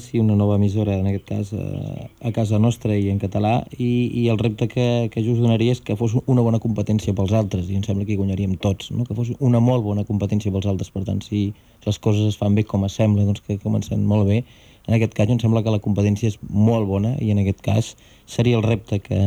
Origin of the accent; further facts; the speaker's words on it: Catalonia, Spain; com a bon catalans em sembla que és una realitat òbvia